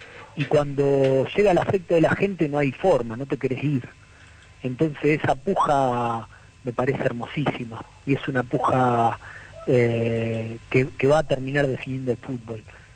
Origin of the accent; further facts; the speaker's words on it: Rosario, Santa Fe, Argentina; porque aparte de habernos plantado como rosarinos antes, para conmemorar la fecha